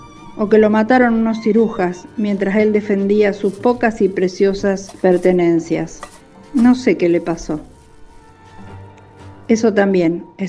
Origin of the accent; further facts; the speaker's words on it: Rosario, Santa Fe, Argentina; de Barrio Triángulo, y les voy a contar una historia de misterio